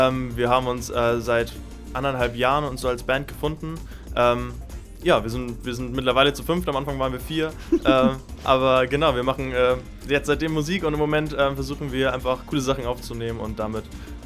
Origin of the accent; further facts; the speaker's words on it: Kiel, Schleswig-Holstein, Germany; Wir kommen aus Kiel, wir haben unsere erste Single released.